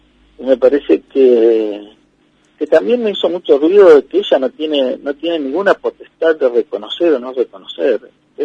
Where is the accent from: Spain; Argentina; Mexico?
Argentina; Valcheta, Río Negro; born there; Yo nací en Balchita.